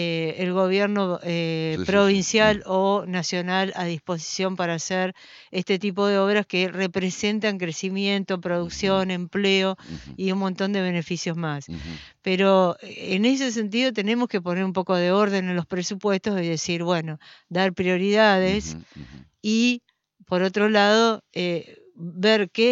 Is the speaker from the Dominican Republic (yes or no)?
no; Argentina; También como argentinos estamos viviendo una situación sumamente difícil.